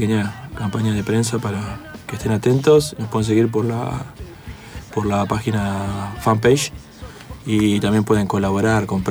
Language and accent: Spanish; La Matanza, Buenos Aires Province, Argentina; Somos casi todos de La Matanza